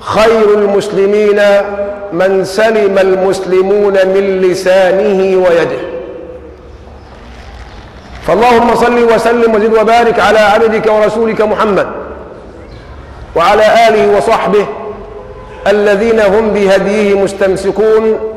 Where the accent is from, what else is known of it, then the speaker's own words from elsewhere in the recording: Egypt; لما قرأت تاريخ الدول وجدت أننا كمصريين نحسن التقليد